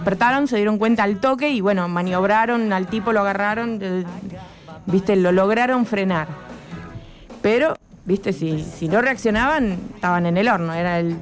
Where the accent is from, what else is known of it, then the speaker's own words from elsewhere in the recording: Poland; la polaca.